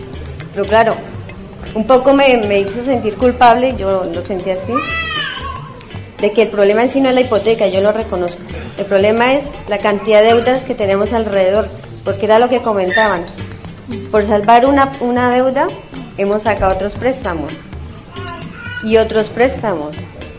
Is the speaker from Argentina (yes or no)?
no; Colombia; moved away as an adult; now in Spain; en nuestros países, bueno, yo soy de Colombia